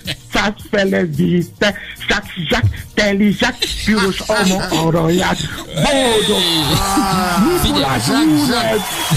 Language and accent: Hungarian; Nigeria; Hungarian is a second language; now in Hungary; Én is átéreztem, amikor gyerek voltam Nigériában, én is álltam sorba, korán reggel